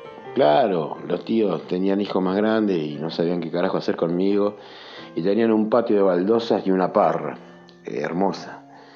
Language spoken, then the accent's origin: Spanish; Buenos Aires, Argentina; soy un trompetista de Buenos Aires, radicado en Buenos Aires